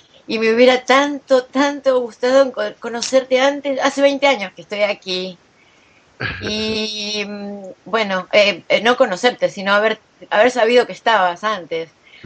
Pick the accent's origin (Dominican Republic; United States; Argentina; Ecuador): Argentina; Bueno, soy argentina